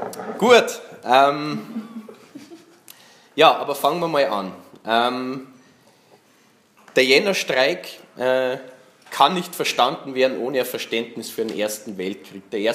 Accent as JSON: {"language": "German", "country": "Germany", "said": "Also ich kann da nicht für mich reden. Ich bin aus Deutschland und deswegen lerne ich natürlich nichts über einen Streik in Österreich."}